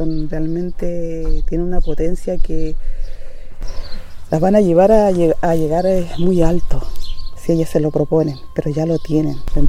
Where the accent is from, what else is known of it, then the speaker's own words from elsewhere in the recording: Valle de Azapa, Arica y Parinacota, Chile; Soy nacida y criada en el Valle de Azapa, vengo de una familia afrodescendiente.